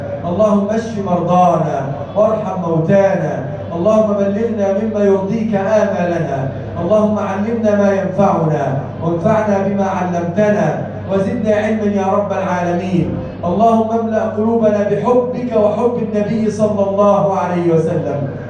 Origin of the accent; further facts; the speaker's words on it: Egypt; اجعل بلدنا مصر بلدا امنا، سخاء رخاء وسائر بلاد المسلمين.